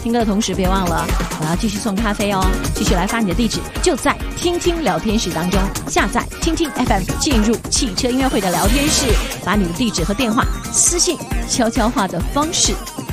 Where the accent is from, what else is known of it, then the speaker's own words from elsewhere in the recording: Beijing, China; 这个双奥都在北京了哈，真的作为北京人很自豪